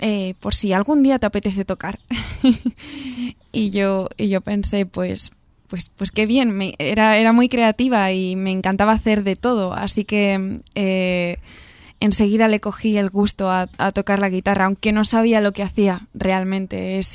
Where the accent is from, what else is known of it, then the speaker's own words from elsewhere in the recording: Galicia, Spain; todo empezó cuando yo tenía 9, 10 años en Galicia, que es de donde soy yo